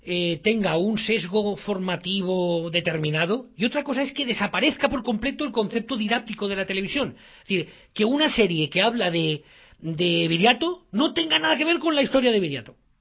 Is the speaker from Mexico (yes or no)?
no; Spain; como español, que me toque la historia me toca las narices